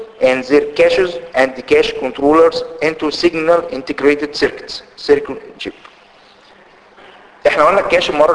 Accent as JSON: {"language": "Arabic", "country": "Egypt", "said": "ودي ما نزلش لسه عندنا في مصر لكن موجود فعلا في امريكا"}